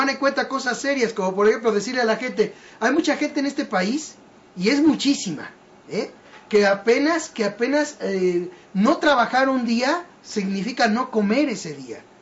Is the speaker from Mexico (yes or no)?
yes; Mexico; esa es la falla que tenemos como mexicanos